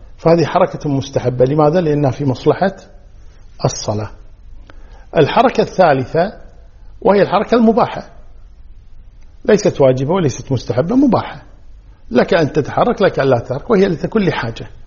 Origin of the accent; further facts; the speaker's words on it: Kuwait; عندنا في الكويت جنوب غرب